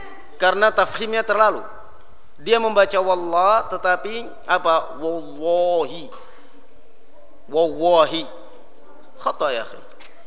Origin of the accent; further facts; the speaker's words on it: Java, Indonesia; Kalau kita apa orang Indonesia, apalagi kalau kita orang Jawa, Abduwah.